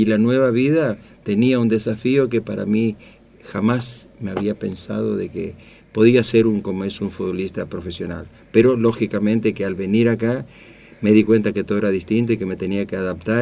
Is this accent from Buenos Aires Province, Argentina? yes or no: no; Goya, Corrientes, Argentina; also born or lived in Formosa; estábamos en el campo prácticamente, y vinimos a Goya, siendo muy chiquito. Yo no me acuerdo de mis vivencias en Goya. Entonces, Goya es Corrientes, es una ciudad de la provincia de Corrientes. Y bueno, mi infancia y mi adolescencia la pasé ahí